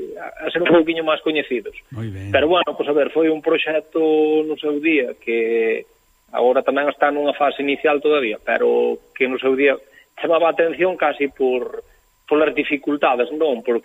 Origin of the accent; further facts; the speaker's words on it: Galicia, Spain; nós somos moi galegos tamén, porque somos do rural galego, non?